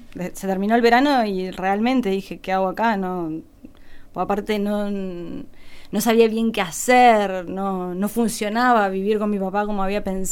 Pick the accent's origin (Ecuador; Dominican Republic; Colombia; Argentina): Argentina; Santa Fe; nací en Santa Fe, pero mi papá es de La Pampa. Y mi abuela vivía acá.